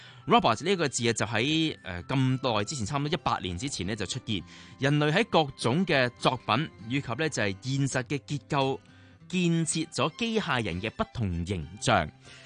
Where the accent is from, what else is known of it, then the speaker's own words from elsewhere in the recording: Hong Kong; 我哋香港人咧好幸福嘅，唔使搞咁多嘢啦